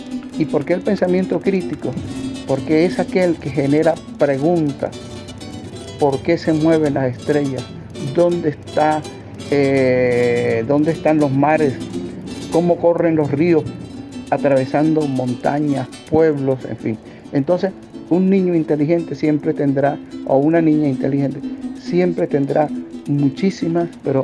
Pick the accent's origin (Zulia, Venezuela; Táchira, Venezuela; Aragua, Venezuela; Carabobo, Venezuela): Táchira, Venezuela; La Grita; soy de La Grita, del estado Táchira.